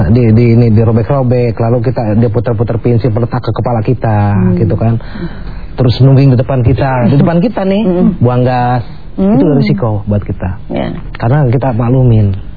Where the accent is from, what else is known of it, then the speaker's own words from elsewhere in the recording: Garut, West Java, Indonesia; also born or lived in Jakarta; asli saya orang Jawa Barat, orang Garut. Itu saya tahun sebelum tahun 70-an saya di Jakarta.